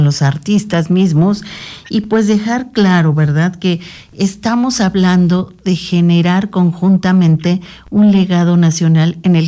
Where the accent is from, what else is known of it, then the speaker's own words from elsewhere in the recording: Mexico; otra formación que nos genere identidad, como en este caso como mexicanos.